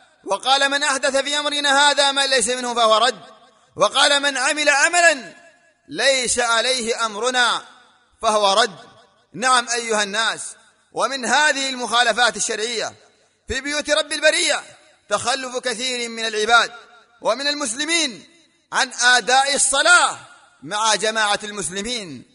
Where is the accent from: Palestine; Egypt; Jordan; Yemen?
Yemen; وما يحصل في بلادنا اليمن